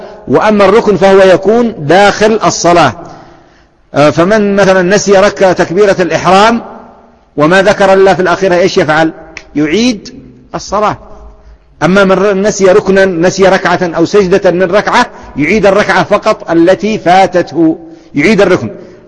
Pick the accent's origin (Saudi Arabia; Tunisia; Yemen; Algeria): Yemen; فيسمى هذا عندنا في اليمن غيان